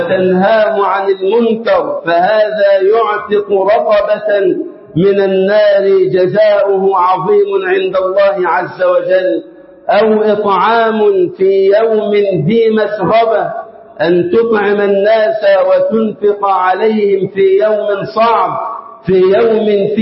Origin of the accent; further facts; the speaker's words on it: Egypt; اللهم اجعل بلدنا مصر أمنا أمانا وسائر بلاد